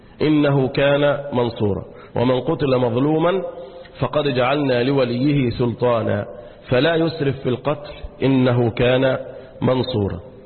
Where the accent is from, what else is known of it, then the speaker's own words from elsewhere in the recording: Egypt; والآن يجف الماء عندنا في مصر